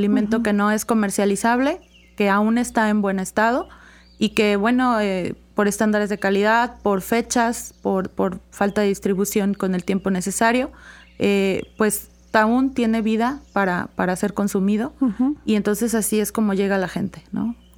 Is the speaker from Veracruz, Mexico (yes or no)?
yes; Veracruz, Mexico; Pues, obviamente, como buena veracruzana, el café no puede faltar.